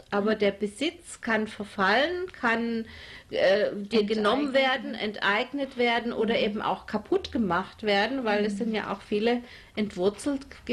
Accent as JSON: {"language": "German", "region": "Bavaria", "country": "Germany", "tie": "born or raised there", "said": "Ich bin also nicht in Baden-Württemberg aufgewachsen, sondern in Franken. Und da waren wir die Zugrosten."}